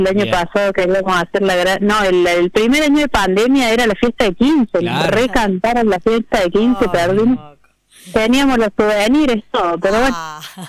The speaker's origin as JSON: {"language": "Spanish", "region": "Córdoba", "country": "Argentina"}